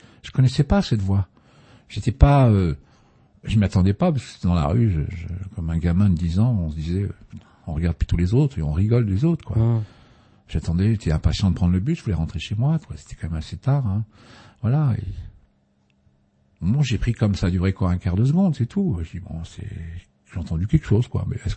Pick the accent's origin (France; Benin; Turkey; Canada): France; Boulogne-sur-Mer, Hauts-de-France; je suis né à Boulogne-sur-Mer dans le Pas-de-Calais, il y a un peu plus de 62 ans maintenant. J'ai vécu là-bas, dans ce monde, dans ce nord, pardon, dans ce beau pays quand même